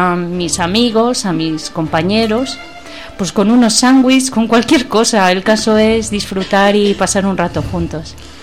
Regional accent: Asturias, Spain; now in Madrid, Spain; Yo soy asturiana. Y, bueno, yo no conocía a nadie cuando vine aquí.

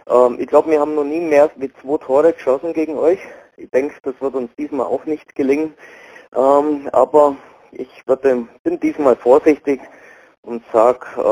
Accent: Augsburg, Bavaria, Germany; selbst als Augsburger nicht, muss man ja da hingehen

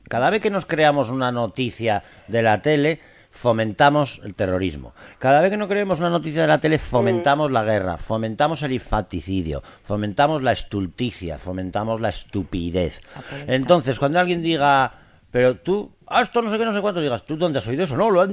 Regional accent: Basque Country, Spain; Perdón, que es que somos vascos, hablamos un poco claro.

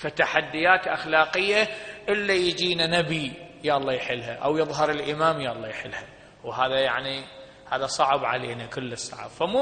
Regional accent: Iraq; انت تدري بعض العشائر عندنا بالعراق

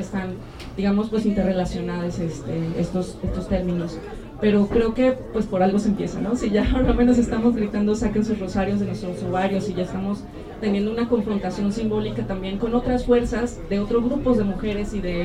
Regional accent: Guadalajara, Jalisco, Mexico; no soy originaria de aquí, yo soy originaria de Guadalajara

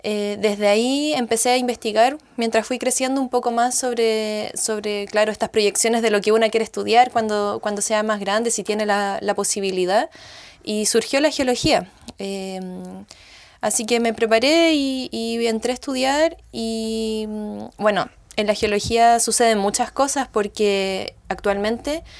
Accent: Santiago, Santiago Metropolitan, Chile; yo estuve nacida y criada en Santiago, allá en la ciudad, y allá siempre me sentí muy conectada a lo que eran las montañas.

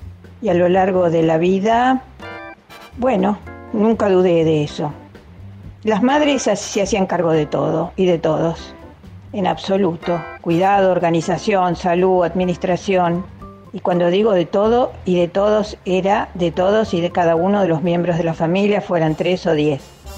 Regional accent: Buenos Aires, Argentina; Así que, para decirles, nací y viví en Cava, o sea, en la ciudad de Buenos Aires.

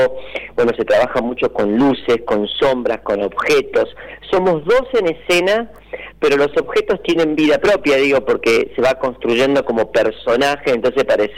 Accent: Villa Dolores, Córdoba, Argentina; yo soy de Villa Dolores, amo mi pueblo.

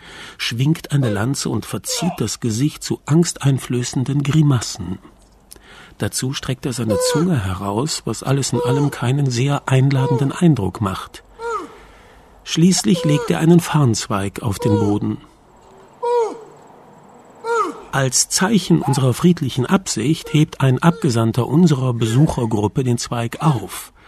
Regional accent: Cologne, North Rhine-Westphalia, Germany; Naja, als Kölner bin ich es ja gewohnt, mich zu verkleiden.

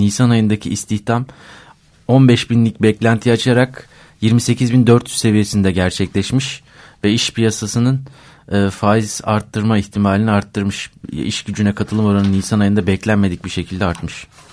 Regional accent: Black Sea Region, Turkey; Fındık bahçelerinde büyüdük biz.

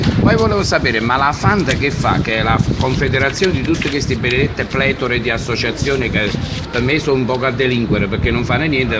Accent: Naples, Campania, Italy; scusate il termine perché io sono napoletano

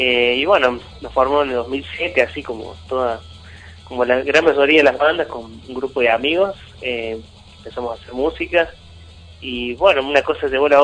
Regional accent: Córdoba, Argentina; nosotros somos de acá de Córdoba, vivimos acá

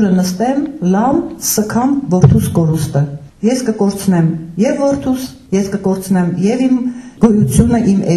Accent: Nagorno-Karabakh, Azerbaijan; Մենք ուղղակի շատ սիրում ենք ասել, որ մենք արցախցի ենք

